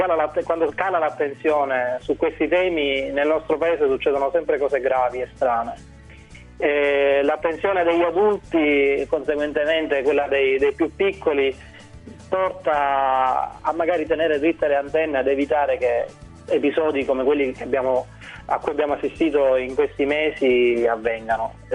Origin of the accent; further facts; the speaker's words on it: Sicily, Italy; Sembra quasi scontato che io da siciliano mi preoccupi